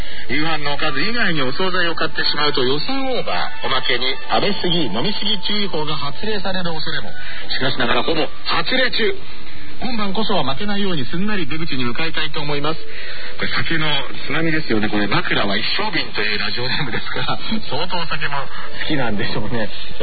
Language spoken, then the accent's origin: Japanese; Tokorozawa, Saitama, Japan; 私は出身どこって聞かれて埼玉ですって言ったことはない、所沢ですっていうあるあるがちょっとあったりもしますけれどもね、